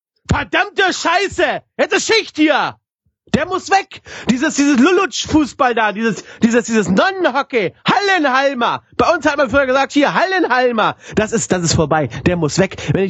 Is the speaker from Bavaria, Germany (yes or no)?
no; Hanover, Lower Saxony, Germany; born there; ich als geborener Hannoveraner muss sagen